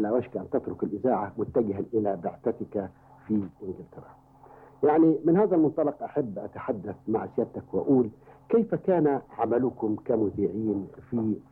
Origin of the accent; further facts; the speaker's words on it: Upper Egypt, Egypt; accent: Sa'idi; في سنة 1951 وأنت تجري لي ثامن وآخر امتحان لكي تتأكدوا من أنني تخلصت من لهجتي الصعيدية